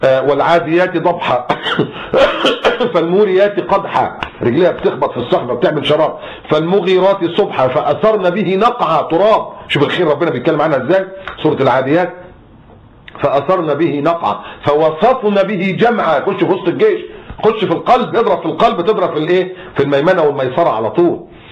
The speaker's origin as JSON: {"language": "Arabic", "country": "Egypt", "said": "انت عارفين احنا مصريين"}